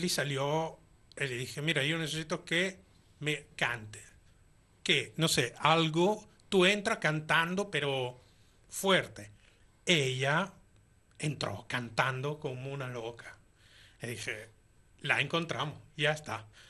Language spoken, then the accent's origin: Spanish; Italy; Spanish is a second language; yo soy italiano, evidentemente, por lo cual tengo poca facilidad de escribir algo que sea creíble